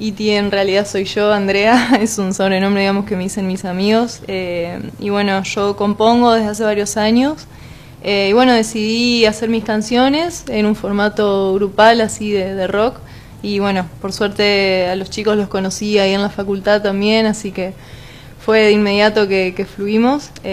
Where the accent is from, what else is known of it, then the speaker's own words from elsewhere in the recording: Esperanza, Santa Fe, Argentina; now in Santa Fe, Argentina; yo soy en realidad de Esperanza y me vine acá a estudiar